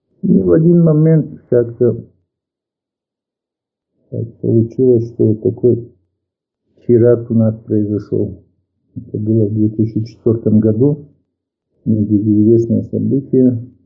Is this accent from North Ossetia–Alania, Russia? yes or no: yes; North Ossetia–Alania, Russia; also born or lived in Dushanbe, Tajikistan; через 3 года мы приехали в Осетию, вернулись домой, и вот с тех пор, например, здесь пошел в детский садик в горах у нас там, и потом в школу пошел, закончил школу